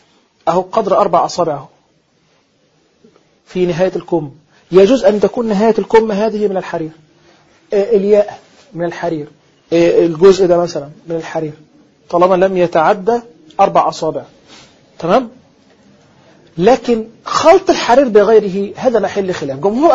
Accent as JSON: {"language": "Arabic", "country": "Egypt", "said": "وتستنكر في بعض الأماكن عندنا في مصر مثلا في بعض القرى أو في الصعيد"}